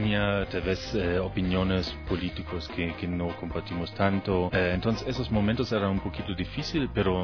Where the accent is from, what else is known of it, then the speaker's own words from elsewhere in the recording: Germany; Spanish is a second language; moved away as an adult; also born or lived in Cuba; now in Ecuador; Soy alemán. Entonces, no regresé nunca más a mi país.